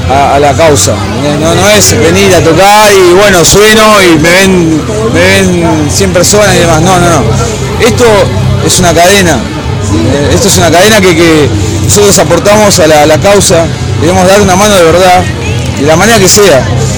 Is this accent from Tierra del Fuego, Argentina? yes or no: no; Buenos Aires Province, Argentina; nosotros somos todos de Virrey, San Fernando, Tigre y demás